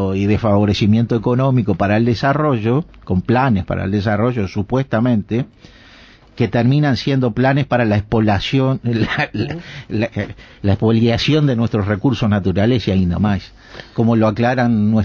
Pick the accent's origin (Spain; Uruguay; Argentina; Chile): Uruguay; Neptunia, Canelones; Es de Parque del Plata, yo soy de Neptunia.